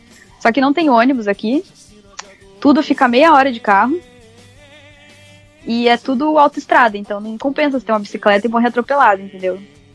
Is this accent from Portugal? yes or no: no; Brazil; Dele, ah, de onde você é? Eu falei, ah, sou do Brasil.